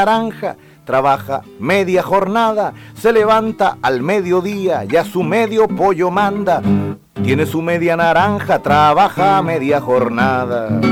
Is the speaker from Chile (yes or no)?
yes; Chile; son nuestra forma de respirar, como chilenos